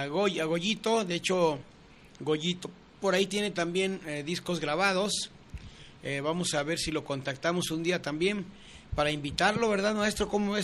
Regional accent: Magdalena, Jalisco, Mexico; Yo soy de un pueblo que se llama Magdalena, Jalisco. Soy nativo de Magdalena, de Tequila adelantito, unos, ¿qué será?, 20 minutos más hacia Nogales.

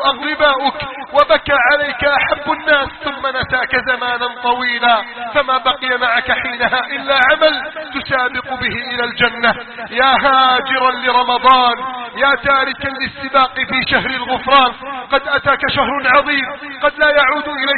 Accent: Egypt; احفظ بلدنا مصر من كيد الكائدين وحقد الحاقدين وتربص الظالمين

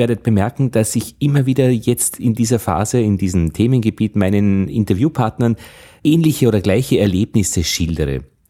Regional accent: Austria; So als Österreicher ist es ja gar nicht selbstverständlich

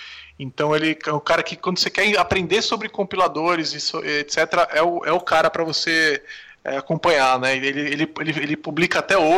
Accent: São Paulo, Brazil; porque eu sou de São Paulo, mas grande parte acontece em São Paulo

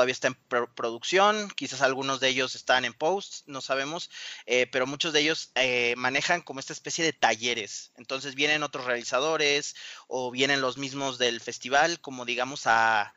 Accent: Mexico; yo estoy produciendo la película, pero soy mexicano, claro

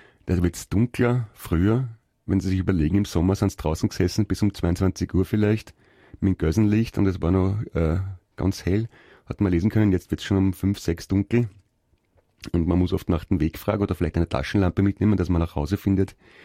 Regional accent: Naples, Campania, Italy; accent: Neapolitan; first language Italian; German is a second language; Ja, meine Damen und Herren, das war eine Begrüßung meiner Muttersprache, dem Italienischen, mit einem Einschlag ein bisschen aus Neapel. Da haben wir ein bisschen einen anderen Akzent als in Süditalien bzw. als in Rom.

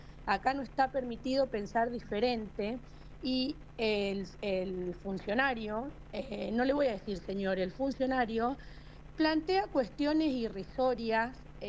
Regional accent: Mendoza, Argentina; born there; also born or lived in General Pico; now in Ceballos, Argentina; Yo en Pico, en realidad, soy nacida en la provincia de Mendoza y hace 24 años que llegamos a La Pampa. Mi papá, militar del ejército, por un traslado vinimos a General Pico y estamos desde entonces acá en La Pampa.

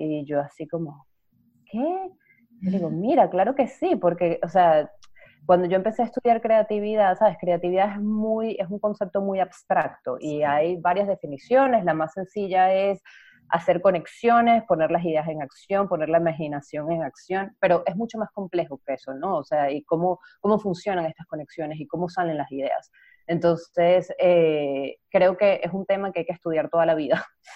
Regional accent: Venezuela; moved away as an adult; also born or lived in Spain; now in Montreal, Canada; soy venezolana, vivía en España y me mudé a Montreal con mi esposo.

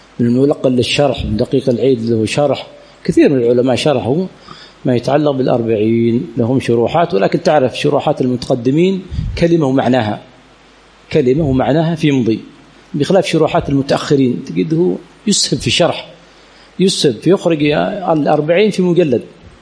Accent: Aden, Yemen; عندنا في عدن يقولونه فوفل حالي

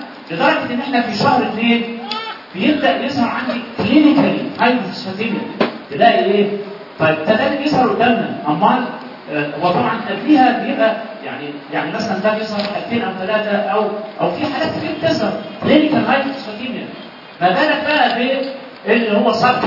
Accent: Egypt; اهم سبب من اسباب الترو انستروم في مصر عندنا هنا

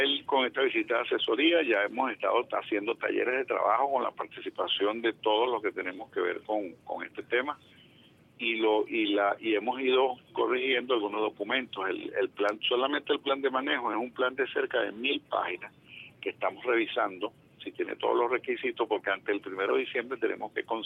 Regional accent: Venezuela; nosotros como pueblo venezolano

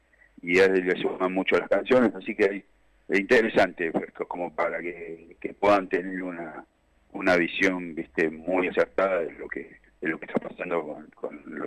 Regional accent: Temperley, Buenos Aires Province, Argentina; now in Mar del Plata, Argentina; yo soy del sur también, yo viví mucho tiempo

